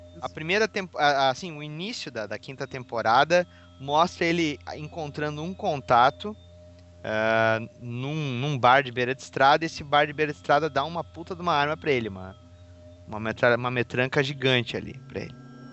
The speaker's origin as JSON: {"language": "Portuguese", "region": "Rio Grande do Sul", "country": "Brazil", "said": "Eu sou aqui do Rio Grande do Sul também."}